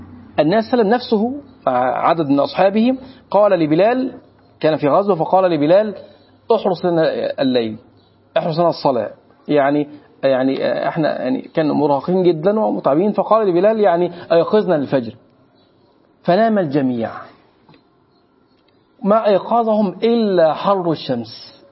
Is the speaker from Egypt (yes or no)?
yes; Egypt; احنا عندنا مصريين